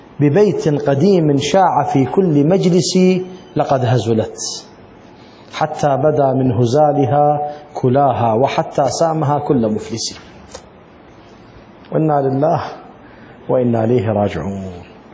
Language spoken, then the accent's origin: Arabic; Iraq; ولكن عندنا بالعراق بي ولي وبي إشهار وبي مهر